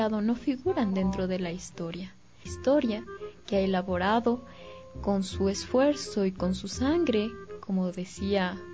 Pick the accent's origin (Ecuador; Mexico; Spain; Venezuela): Ecuador; Porque no somos solo ecuatorianos, somos humanos